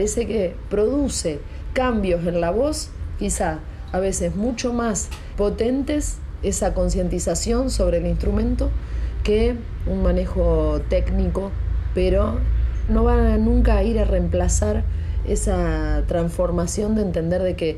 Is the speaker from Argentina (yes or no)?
yes; Pergamino, Buenos Aires Province, Argentina; born there; now in Rosario, Argentina; nací en Pergamino en el año 80, tengo 37 años, no estoy en pareja